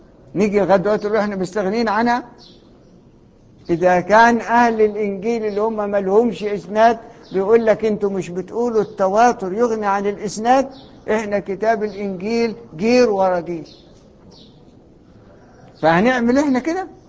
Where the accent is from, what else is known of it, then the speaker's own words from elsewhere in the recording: Egypt; ايه اللي جاب عندنا احنا معذرة يعني كمصريين الشبهة دي؟